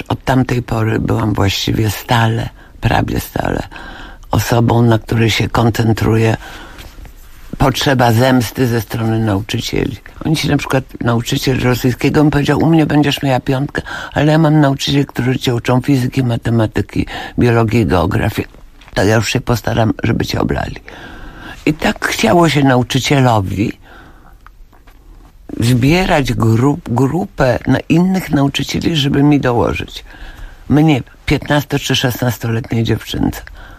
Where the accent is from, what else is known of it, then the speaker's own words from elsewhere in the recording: Legnica, Lower Silesian Voivodeship, Poland; A potem uświadomiłam sobie, ile ja zawdzięczam temu, że dorastałam właśnie w Legnicy. Dlatego, że Legnica była wielonarodowa.